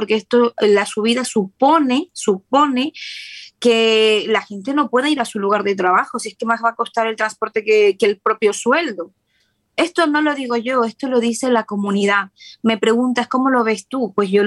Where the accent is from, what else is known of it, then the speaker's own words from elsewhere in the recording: Ecuador; como ecuatoriana, como persona preocupada por su comunidad, por su país, que la vio nacer